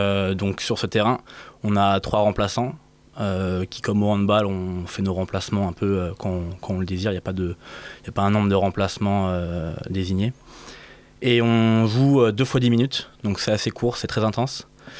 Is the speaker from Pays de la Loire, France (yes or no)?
yes; Saint-Nazaire, Pays de la Loire, France; moi je viens juste en dessous de la Bretagne, de Saint-Nazaire, donc dans les Pays de la Loire.